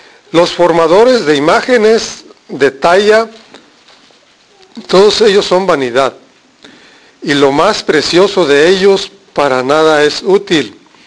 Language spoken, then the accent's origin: Spanish; Mexico; Nuestra cultura, soy de México, nuestra cultura es de imágenes, de ídolos, de cosas.